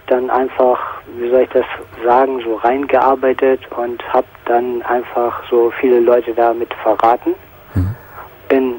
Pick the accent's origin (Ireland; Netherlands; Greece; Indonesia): Ireland; now in Germany; Aber ich bin Ire.